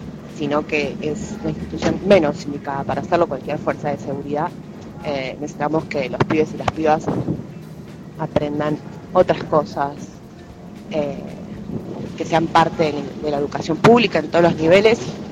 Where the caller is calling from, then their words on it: Buenos Aires, Argentina; de Boedo.